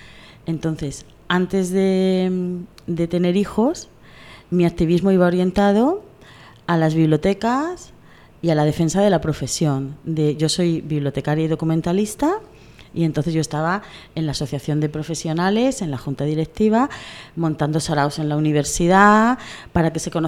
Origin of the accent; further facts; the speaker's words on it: Pamplona, Navarre, Spain; also born or lived in Cartagena; now in Murcia, Spain; Claro, yo vivía en Pamplona. O sea, yo nací en Cartagena, pero desde muy pequeña me fui fuera de Cartagena y me he criado, la mayor parte de mi infancia me he criado en Pamplona.